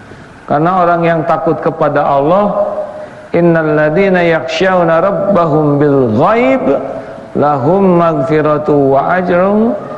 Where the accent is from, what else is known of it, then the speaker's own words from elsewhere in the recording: United States; born there; Indonesian is a second language; Saya lahir di Amerika bukan pilihan saya.